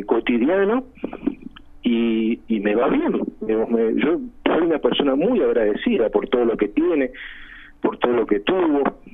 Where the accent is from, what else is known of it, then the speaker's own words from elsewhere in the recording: Argentina; hoy somos argentinos con un cóctel de genes y también de historias.